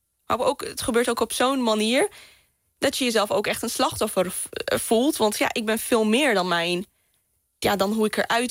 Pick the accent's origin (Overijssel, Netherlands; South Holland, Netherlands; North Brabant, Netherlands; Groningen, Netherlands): Groningen, Netherlands; accent: Gronings; ik kom uit Groningen. Gronings praten. Ja, met boeren opgegroeid. En ja, super nuchter.